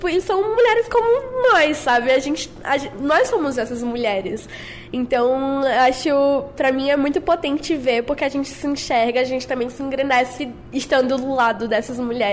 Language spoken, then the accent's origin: Portuguese; Northeast Region, Brazil; na minha vida, eu sou lá do Nordeste